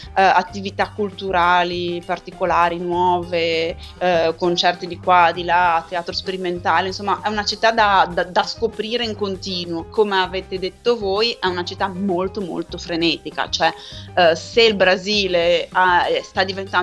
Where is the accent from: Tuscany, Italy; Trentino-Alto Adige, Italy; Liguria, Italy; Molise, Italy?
Liguria, Italy; Genoa; Noi siamo diffidenti storicamente